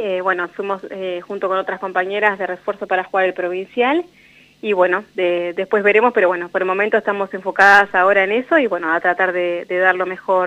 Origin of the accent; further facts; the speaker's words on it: General Belgrano, La Pampa, Argentina; Yo vengo de General Belgrano